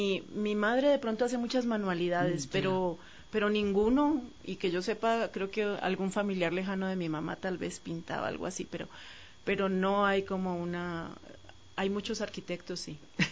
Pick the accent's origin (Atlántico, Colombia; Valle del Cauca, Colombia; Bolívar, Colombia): Valle del Cauca, Colombia; Cali; nací en Cali, clima caliente, muy fuerte, la música